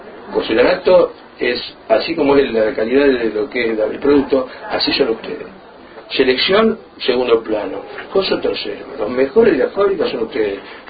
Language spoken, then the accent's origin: Spanish; Centenario, Neuquén, Argentina; yo soy de Centenario, que está a 7 kilómetros de la fábrica, y a 7 kilómetros está Neuquén Capital.